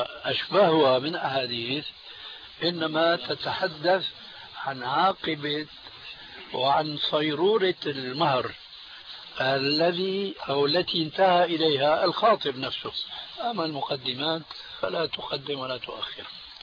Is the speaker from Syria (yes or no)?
yes; Syria; هل يسمى عندنا في سوريا بالمشرقة